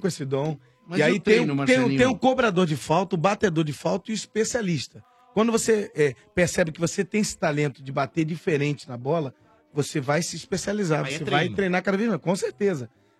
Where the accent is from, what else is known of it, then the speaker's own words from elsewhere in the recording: São Paulo, Brazil; Não, eu sou da Vila Carrão, sou do gueto.